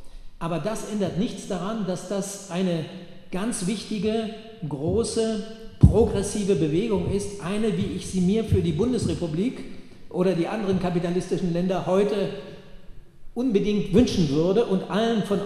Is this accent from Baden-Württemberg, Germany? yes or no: no; Bremen, Germany; Ich komme aus Bremen. Wir waren in der Schülerbewegung. Bremen war damals eine besondere Konstellation.